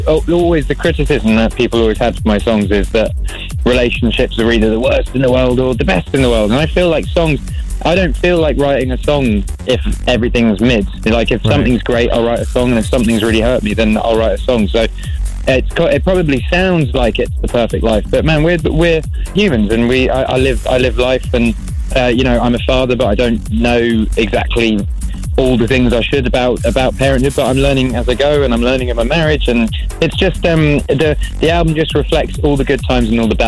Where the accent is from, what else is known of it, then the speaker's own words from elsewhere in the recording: England, United Kingdom; I'm English, so we always would be like, yeah, fine, everything's fine.